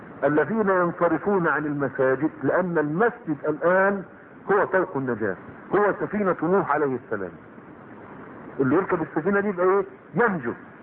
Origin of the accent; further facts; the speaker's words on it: Egypt; فتيات الان عندنا في مصر